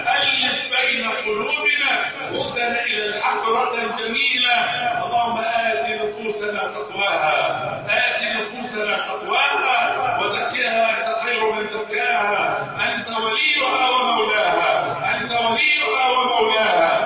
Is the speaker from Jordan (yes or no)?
no; Egypt; اللهم احفظ بلدنا مصر وسائر بلاد